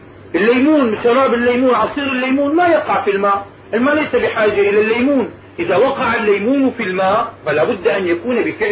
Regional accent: Damascus, Damascus Governorate, Syria; عندنا في دمشق تعزل الأنهار وتنظف في كل سنة

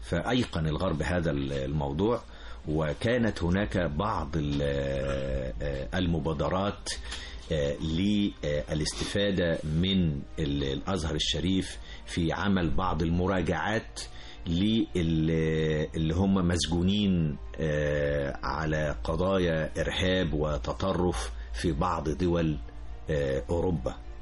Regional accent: Egypt; لأن هو ده المطلوب مننا إحنا كمصريين، لأن إحنا بلد حضارة أساسا

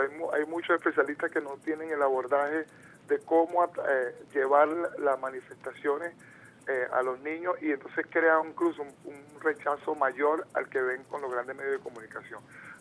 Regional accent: Venezuela; ese acervo cultural que nos identifica verdaderamente como venezolanos, que amamos a esta patria llamada Venezuela.

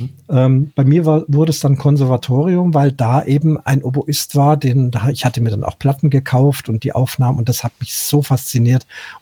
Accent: Munich, Bavaria, Germany; born there; Nicht 27 Städte, auch innerhalb gerade in meiner Geburtsstadt München natürlich sehr viele.

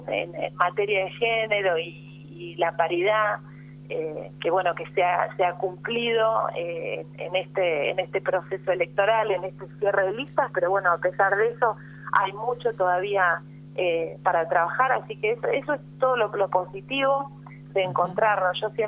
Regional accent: Pigüé, Buenos Aires Province, Argentina; Yo soy de Pigüé, del distrito de Saavedra.

